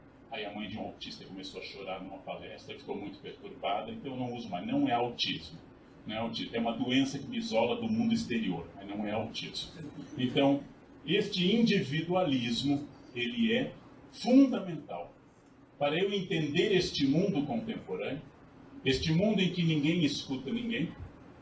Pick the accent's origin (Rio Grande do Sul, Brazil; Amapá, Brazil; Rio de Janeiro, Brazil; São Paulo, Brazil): Rio Grande do Sul, Brazil; born there; ou pelo meu estado natal, RS, RS, RS, multiplicado, exaustão.